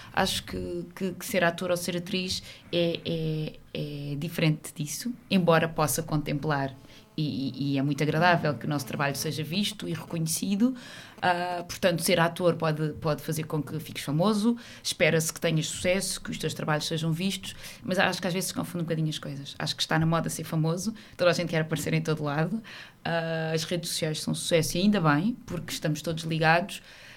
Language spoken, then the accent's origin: Portuguese; Santarém, Portugal; eu sou do Ribatejo